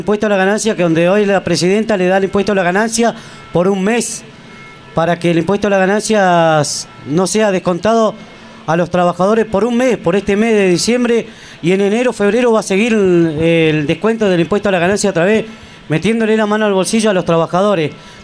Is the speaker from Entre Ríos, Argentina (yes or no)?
no; Santa Cruz, Argentina; de donde soy yo, de allá de la acera Santa Cruz.